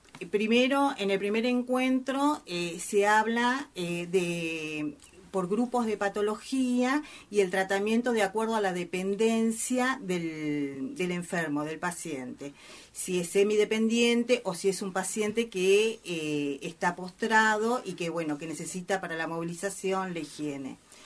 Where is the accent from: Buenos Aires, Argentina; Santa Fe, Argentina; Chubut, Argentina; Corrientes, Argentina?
Buenos Aires, Argentina; Nosotros que somos de Caballito